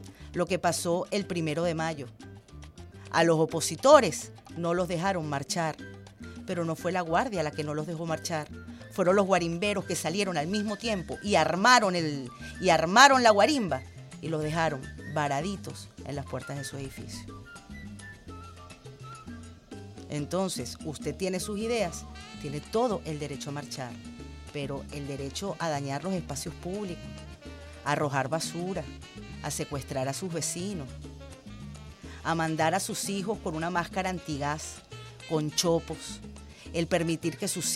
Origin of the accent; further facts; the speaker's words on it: Venezuela; somos hermanos, somos venezolanos